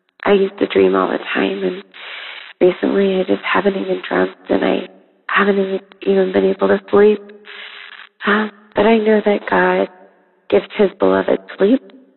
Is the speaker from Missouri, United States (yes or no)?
no; Los Angeles, California, United States; I'm from Los Angeles.